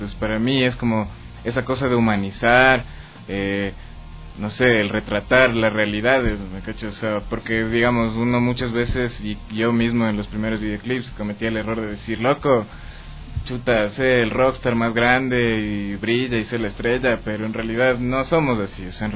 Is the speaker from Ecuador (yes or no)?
yes; Ecuador; uno, como ecuatoriano, tal vez como latino, no siempre está acostumbrado a verse en la pantalla